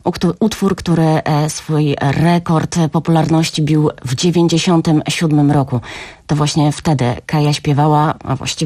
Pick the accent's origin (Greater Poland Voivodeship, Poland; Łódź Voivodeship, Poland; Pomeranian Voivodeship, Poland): Greater Poland Voivodeship, Poland; Poznań; bo jestem z Poznania też i bardzo się cieszę, że tak utalentowane osoby z mojego miasta pochodzą.